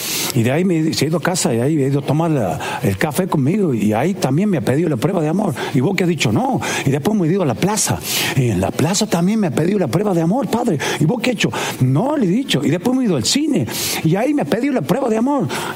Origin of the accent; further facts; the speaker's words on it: La Banda, Santiago del Estero, Argentina; also born or lived in Frías; Yo nací en Frías y he sido criado en La Banda.